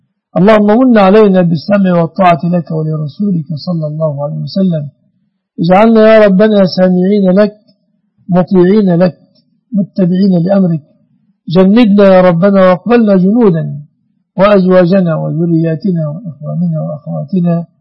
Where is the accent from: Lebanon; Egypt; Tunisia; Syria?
Egypt; اللهم احفظ بلادنا مصر آمنة مطمئنة وسائر بلاد المسلمين.